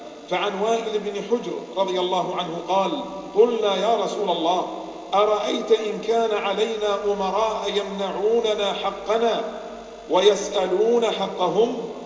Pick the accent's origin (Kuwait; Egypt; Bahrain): Bahrain; اللهم إنا نسألك أن تحفظ بلادنا البحرين